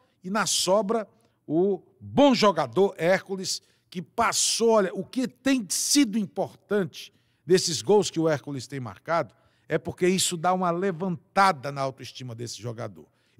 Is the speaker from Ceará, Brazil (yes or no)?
yes; Ceará, Brazil; porque nós somos cearenses